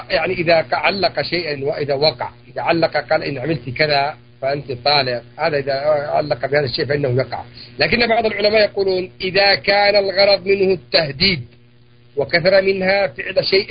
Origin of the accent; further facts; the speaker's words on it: Yemen; وهي لغة عندنا في اليمن